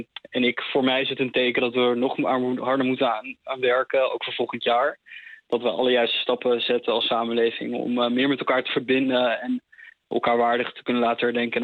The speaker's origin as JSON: {"language": "Dutch", "country": "Netherlands", "said": "zeker 4 mei, dat draait om onze eigen geschiedenis als Nederlanders en om de wereldoorlog die heeft plaatsgevonden."}